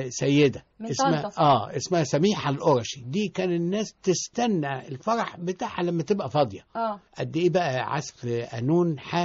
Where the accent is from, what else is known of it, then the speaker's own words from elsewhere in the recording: Tanta, Gharbia, Egypt; ولان انا طبعا من طنطا اصلا